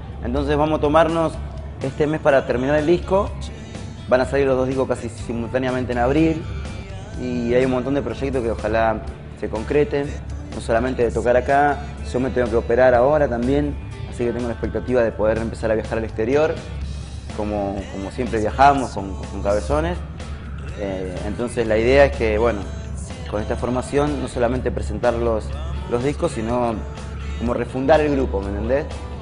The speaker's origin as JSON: {"language": "Spanish", "region": "Santa Fe", "country": "Argentina", "lives_now": "Buenos Aires, Argentina", "said": "no somos de Capital Federal, somos una banda de Santa Fe que tuvimos los mismos sueños que un montón y nos fuimos a vivir a Capital Federal"}